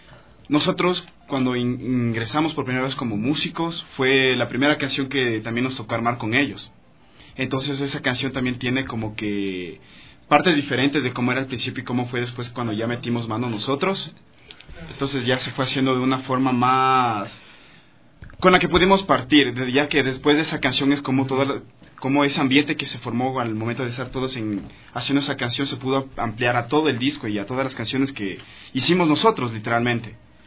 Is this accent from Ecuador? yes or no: yes; Quito, Pichincha, Ecuador; Todos somos de Quito.